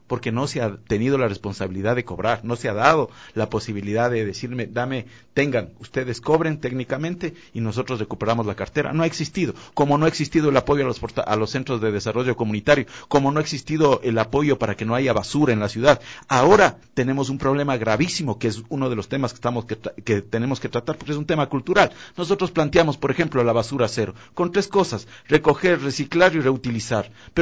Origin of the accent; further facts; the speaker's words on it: Quito, Pichincha, Ecuador; el orgullo quiteño, el creer que nosotros somos una ciudad caótica y no podemos como quiteños sacarla adelante